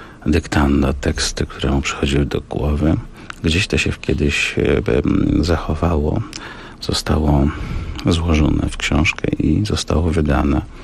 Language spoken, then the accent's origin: Polish; Kraków, Lesser Poland, Poland; also born or lived in Warsaw; now in Słupsk, Poland; Ja jestem Krakusem, a portem drogą przez Warszawę. Idąc na północ, dotarłem nad morze i zatrzymałem się w Słupsku.